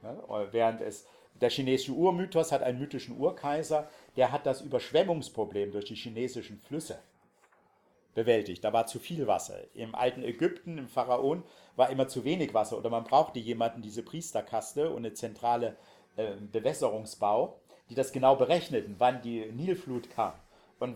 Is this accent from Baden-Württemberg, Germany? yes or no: no; Dresden, Saxony, Germany; Also ich als Dresdner